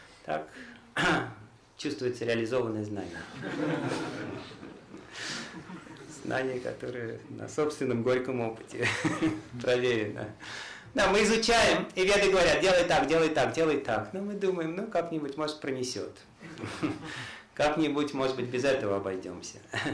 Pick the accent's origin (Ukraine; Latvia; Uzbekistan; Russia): Uzbekistan; Tashkent; Я из Ташкента сам там.